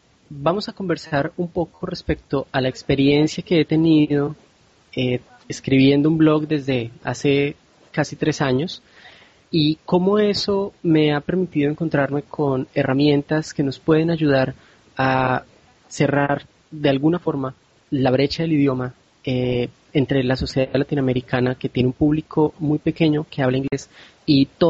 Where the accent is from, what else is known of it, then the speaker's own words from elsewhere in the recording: Colombia; now in Rio de Janeiro, Brazil; soy de Colombia y hoy les hablo desde Río de Janeiro.